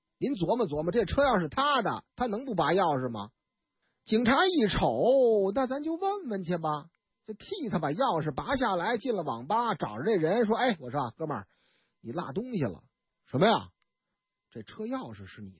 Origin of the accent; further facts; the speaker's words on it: Henan, China; 我老家河南郑州洛阳，是吧？那一带的故事